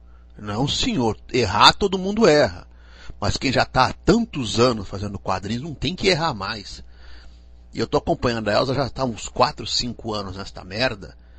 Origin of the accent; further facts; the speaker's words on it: Araraquara, São Paulo, Brazil; Nossa, eu passei minha infância em Araraquara. Maravilhosa, adoro Araraquara. Se bem que decaiu muito, né?